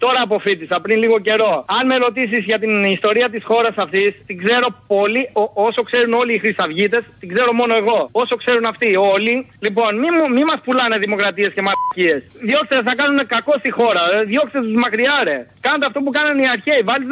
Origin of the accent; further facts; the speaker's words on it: Albania; Greek is a second language; now in Greece; Εγώ είμαι μετανάστης από την Αλβανία, φίλε.